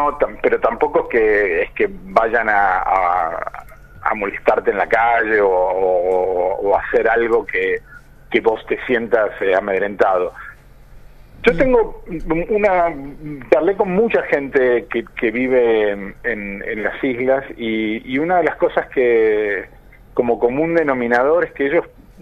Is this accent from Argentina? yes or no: yes; Argentina; es un poblado, ¿no? Tiene 1800 habitantes, o sea que rápidamente cuando uno llega es identificado como alguien que viene de afuera y sobre todo como alguien argentino.